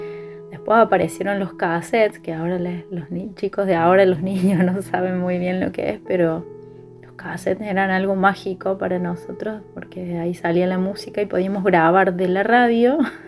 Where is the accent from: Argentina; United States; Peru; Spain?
Argentina; Unquillo, Córdoba; soy oriunda de Unquillo, Córdoba